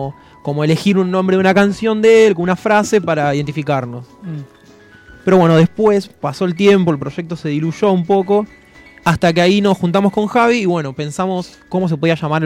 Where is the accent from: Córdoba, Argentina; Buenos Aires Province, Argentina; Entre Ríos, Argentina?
Buenos Aires Province, Argentina; Bernal; yo recuerdo siempre cuando de chico, en Bernal, me acuerdo más precisamente, jugábamos a la escondida hasta que se hacía de noche.